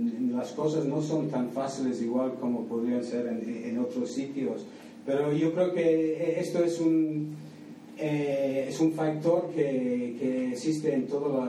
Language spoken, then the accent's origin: Spanish; Scotland, United Kingdom; born there; Spanish is a second language; Yo nací en Escocia, sí, pero mi padre era un inmigrante de Polonia. Mi madre había nacido en Marruecos. Y yo he vivido en muchos países